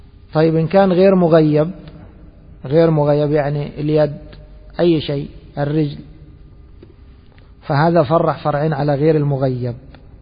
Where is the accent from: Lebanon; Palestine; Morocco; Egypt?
Egypt; وفي عندنا في مصر الكوارع قوائم.